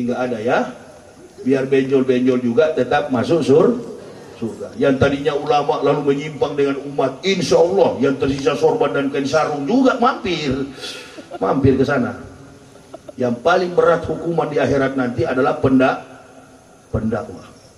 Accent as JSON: {"language": "Indonesian", "town": "Manado", "region": "North Sulawesi", "country": "Indonesia", "said": "Saya orang Sulawesi, orang Manado."}